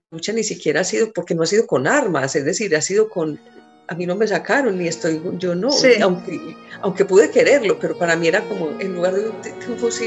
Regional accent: Dabeiba, Antioquia, Colombia; yo soy de Urabá, en Dabeiba, pues sí. de Urabá, ajá. Y yo cada que iba allá, yo siempre quería estar en la escuelita

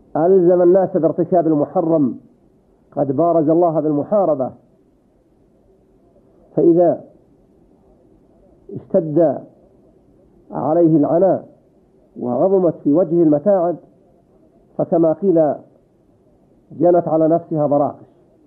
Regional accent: Saudi Arabia; وإذا كنت أنت في هذه البلاد، بلدنا المملكة العربية السعودية

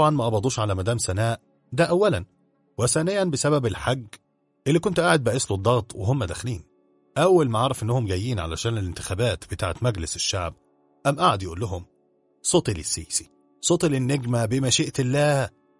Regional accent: Egypt; المهم كعادتنا كمصريين بننبهر بالحاجات دي ولينا حق الصراحة

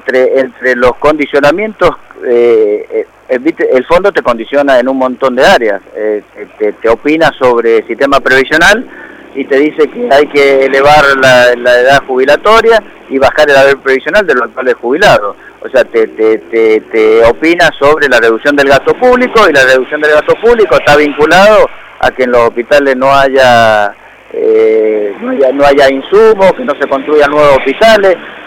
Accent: Mendoza, Argentina; No soy un especialista, pero sí me preocupa como argentino, como mendocino

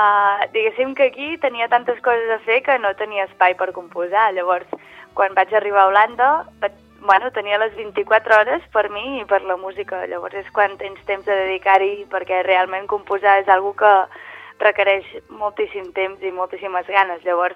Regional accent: Avinyó, Catalonia, Spain; born there; jo vaig néixer a Avinyó

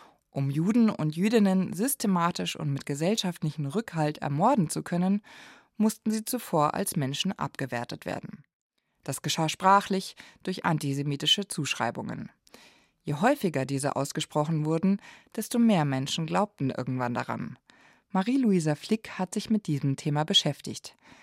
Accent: Bavaria, Germany; Ich bin im Münchner Umland groß geworden.

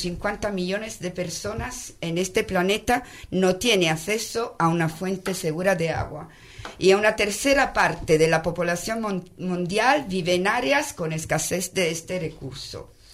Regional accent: Italy; Spanish is a second language; Perdona, que yo soy italiana.

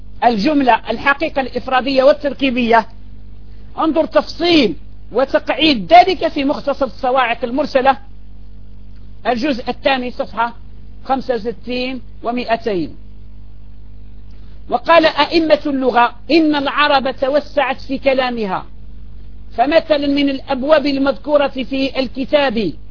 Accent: Algeria; عندنا في الجزائر في بعض المناطق يذكرون الأنثى

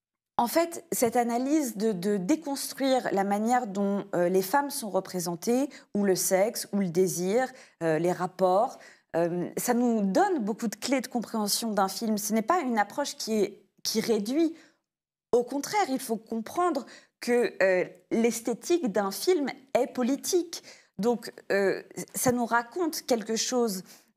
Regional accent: United States; now in France; je suis franco-américaine, j'ai fait mon doctorat à NYU, donc je viens des États-Unis

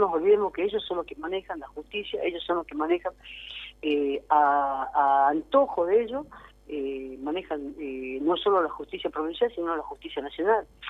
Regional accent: Jujuy, Argentina; Yo soy jujeña

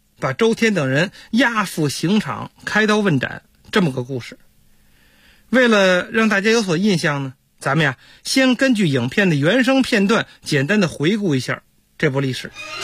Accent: Beijing, China

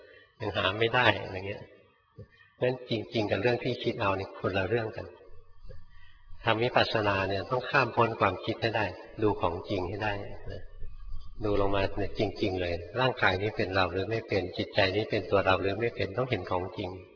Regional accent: Bangkok, Thailand; หลวงพ่อเป็นคนกรุงเทพเกิดในกรุงเทพนะโตอยู่ในกรุงเทพจนแก่อยู่ในกรุงเทพแล้วไปบวชอยู่เมืองการ

